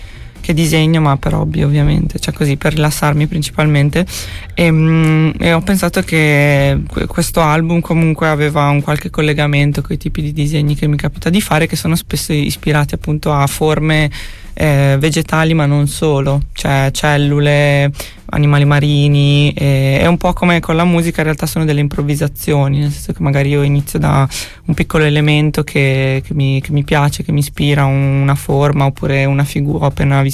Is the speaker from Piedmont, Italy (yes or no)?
no; Bologna, Emilia-Romagna, Italy; also born or lived in The Hague; prima ho sempre vissuto a Bologna e sono tornata da luglio